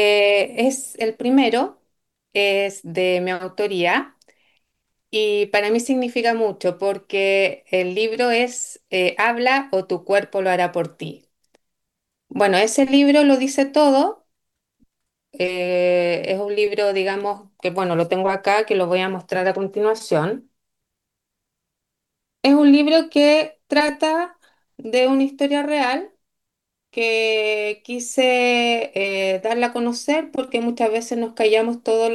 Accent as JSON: {"language": "Spanish", "country": "Chile", "tie": "born or raised there", "said": "soy chilena, continúo acá en mi país natal y espero seguir en mi país natal y también conocer otros lugares"}